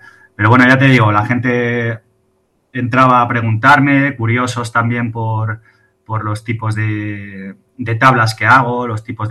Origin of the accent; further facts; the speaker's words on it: Madrid, Community of Madrid, Spain; yo nací en Madrid y bueno, y vivo en Madrid.